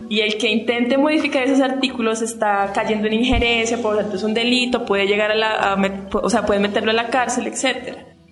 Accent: San Pedro Sula, Cortés, Honduras; born there; la segunda ciudad más importante e industrialmente más importante es San Pedro Sula, que es donde yo nací.

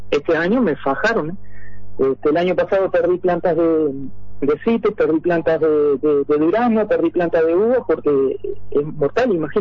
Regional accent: Florida, Uruguay; moved away; yo soy de Florida, ¿no? Me vine en el año 97 por cuestiones de trabajo, para trabajar en Carrao. Durante 10 años trabajamos en Carrao hasta el 2007, ¿no?

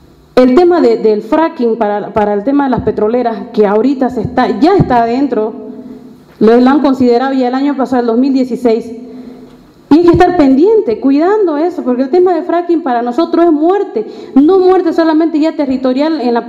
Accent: Bolivia; tenemos que hacer llegar a todos los hermanos, como bolivianos.

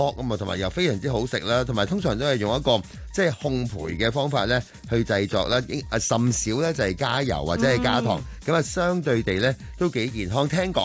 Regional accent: China; 我哋中國人咧，即係喺呢個新春期間咧

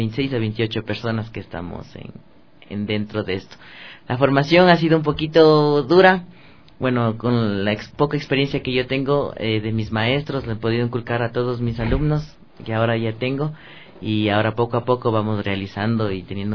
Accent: Ecuador; como somos ecuatorianos

